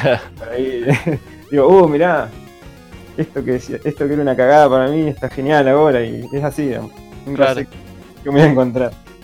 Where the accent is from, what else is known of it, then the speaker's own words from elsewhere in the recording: Paraná, Entre Ríos, Argentina; Yo soy de Paraná, Entre Ríos, así que bueno.